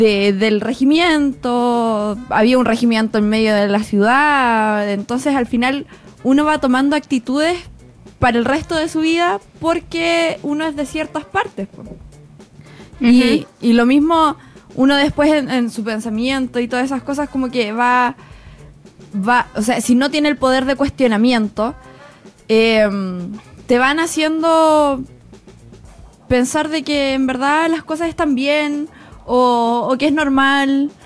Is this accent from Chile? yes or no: yes; Quillota, Valparaíso, Chile; Mira, yo soy de una ciudad bastante curiosa. Soy de Quillota.